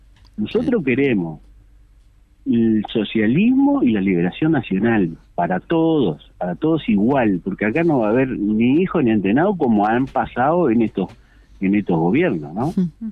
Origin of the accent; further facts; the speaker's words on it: Progreso, Canelones, Uruguay; Yo soy de Progreso.